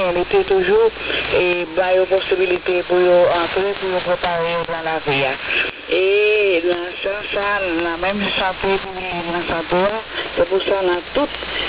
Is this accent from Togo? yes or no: no; Haiti; Nous-mêmes, comme petits haïtiens, nous savons de nous